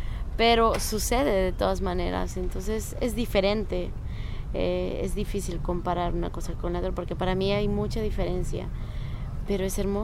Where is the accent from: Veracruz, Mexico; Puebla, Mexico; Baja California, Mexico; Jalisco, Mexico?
Veracruz, Mexico; Sí, yo crecí en Veracruz y me fui de Veracruz por muchos años, pero ahora ya volví.